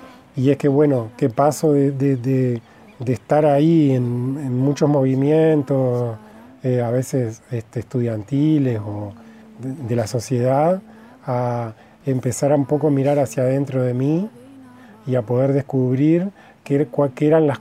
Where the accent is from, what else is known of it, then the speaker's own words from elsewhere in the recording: Melo, Cerro Largo, Uruguay; moved away as an adult; also born or lived in Montevideo; Yo soy del interior, nací en Melo y a los 18 años me fui a vivir a Montevideo a estudiar en la universidad